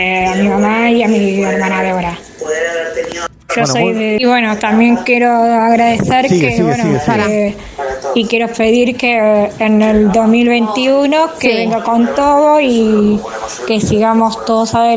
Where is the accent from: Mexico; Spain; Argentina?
Argentina; Quilmes, Buenos Aires Province; de Quilmes, trabajo en el Jardín 940.